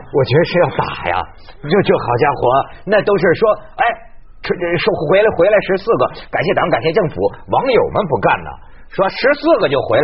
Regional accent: China; 我们中国人就这么的人呢？

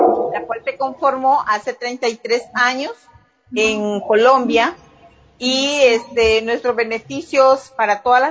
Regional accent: Nicaragua; now in Costa Rica; Primeramente, yo soy nicaragüense, viajé a Costa Rica, comencé a trabajar

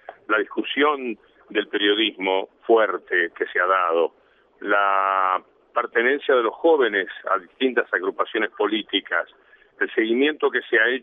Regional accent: Cardona, Soriano, Uruguay; Yo tenía desde mi pueblo oriental de Cardona una gran fascinación por todo lo que era Buenos Aires.

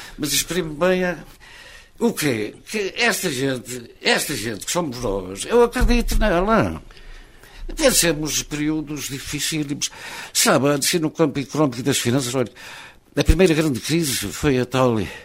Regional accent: Oliveira, Portugal; born there; Não pude cá ficar porque escolhi uma carreira que nem sequer podia exercer na terra onde nasci. De maneira que, por acaso do destino, tive que exercer as minhas atividades profissionais fora de Oliveira

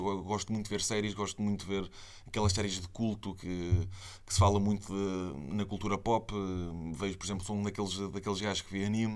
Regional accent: Aveiro, Portugal; primeiro sou de Aveiro e os estúdios são todos em Lisboa

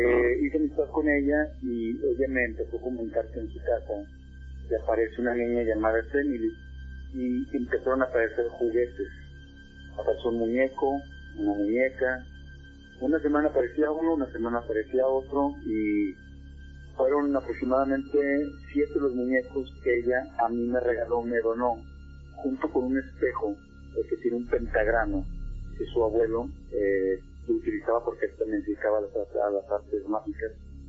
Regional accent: Monterrey, Nuevo León, Mexico; Yo soy de Monterrey, Nuevo León.

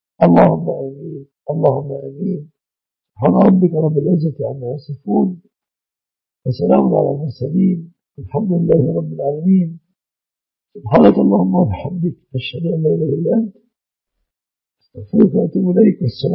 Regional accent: Egypt; احفظ بلادنا مصر بلاد المسلمين آمنة مطمئنة من كل مكروه وسوء

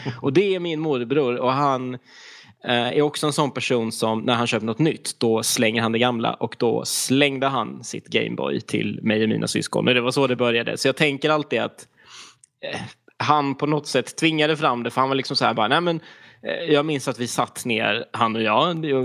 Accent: Skåne, Sweden; Rent geografiskt så kommer jag ifrån östkusten i Skåne. Den bästa kusten, som vi säger här

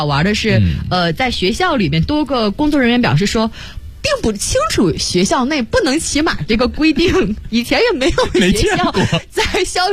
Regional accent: Northeast China, China; 作为一个东北人都觉得好笑，

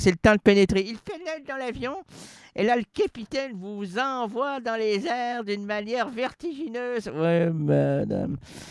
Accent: Quebec, Canada; Je suis un Québécois.

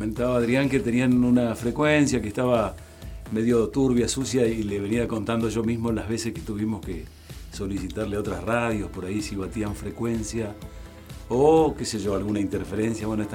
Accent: Misiones, Argentina; also born or lived in Patagonia; now in Bariloche, Argentina; desde ese entonces me quedé en la Patagonia, así que soy más patagónico que misionero. Y en Bariloche vivo desde 1984.

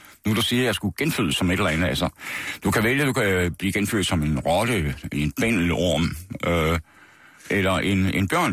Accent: Horsens, Central Denmark Region, Denmark; I Horsens. Vestergade i Horsens. Ikke noget særligt spændende kvarter, men der er altså, har gået på Rysgade skole hed det, som lå om hjørnet, og senere gik jeg så på Horsens

